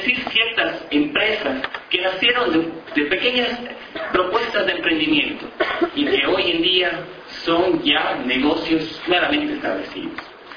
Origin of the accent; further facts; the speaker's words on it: Ecuador; como ecuatorianos hagamos conciencia